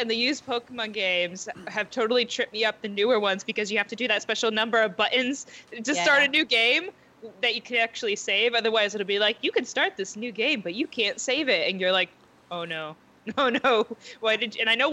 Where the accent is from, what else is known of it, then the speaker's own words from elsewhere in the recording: Texas, United States; I'm also from Texas, and the other person from Texas in GGG